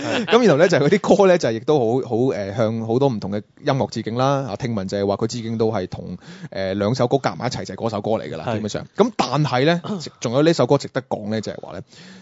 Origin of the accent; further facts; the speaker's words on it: Hong Kong; 就等我哋香港人啊覺得呢啲咁樣嘅本土文化好唔掂